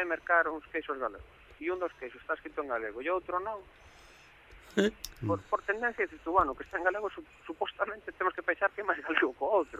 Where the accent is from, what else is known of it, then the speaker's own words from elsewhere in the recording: Galicia, Spain; pues eu estou orgulloso e a xente sabe de Santiago de Compostela, sabe de Rías Baixas